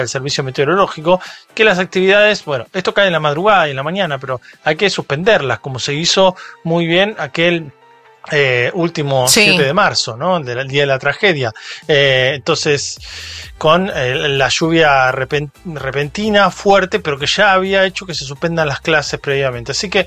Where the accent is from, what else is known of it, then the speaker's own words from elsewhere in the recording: Bahía Blanca, Buenos Aires Province, Argentina; Yo soy de Bahía Blanca